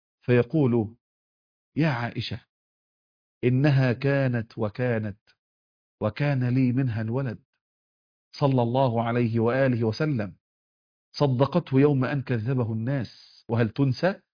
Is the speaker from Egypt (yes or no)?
yes; Egypt; حتى عندنا في مصر نقول العش والملح ما يهونش إلا على ابن الحرام